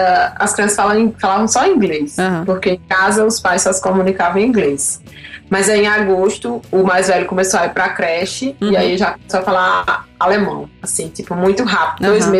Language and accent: Portuguese; Paraíba, Brazil; moved away; Aí eu sou da Paraíba, já chegava aquele negócio nordeste, né?